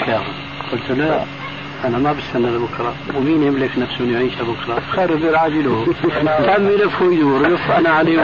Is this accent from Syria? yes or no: yes; Damascus, Damascus Governorate, Syria; قال لي ناس عندنا في دمشق يعمل حلقة